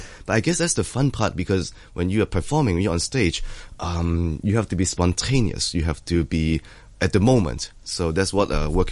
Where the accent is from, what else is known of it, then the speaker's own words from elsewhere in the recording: Hong Kong; always excited to come back to my hometown orchestra and get to see familiar faces.